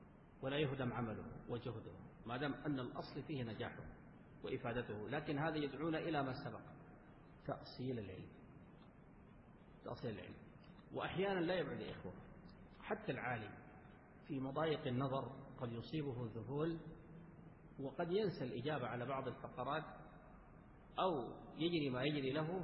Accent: Sudan; حصل مواقف عندنا في السودان

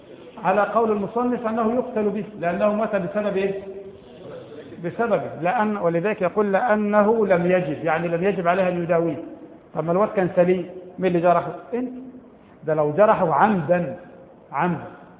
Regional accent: Egypt; البوص عندنا في مصر ثلاث أنواع

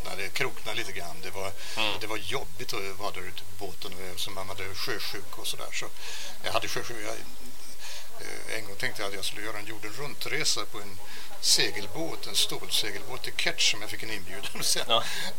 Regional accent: Finland; jag är ju också finlandssvensk.

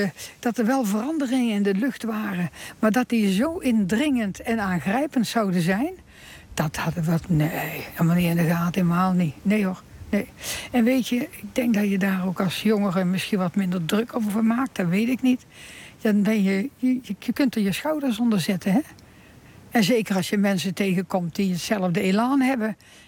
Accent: Rijsbergen, North Brabant, Netherlands; born there; Ik ben geboren in Rijsbergen.

